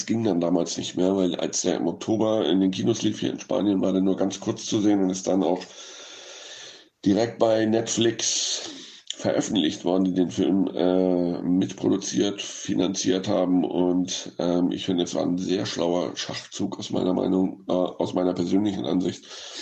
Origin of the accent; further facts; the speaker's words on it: Hamburg, Germany; now in Barcelona, Spain; Ein Filmemacher aus meiner Heimatstadt Hamburg